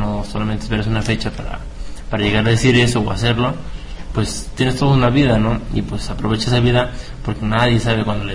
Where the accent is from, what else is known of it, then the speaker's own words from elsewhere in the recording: Mexico; now in Puebla, Mexico; pues en mi pueblo son dulces, y donde sé esos dulces... Y llego a Puebla y es dinero.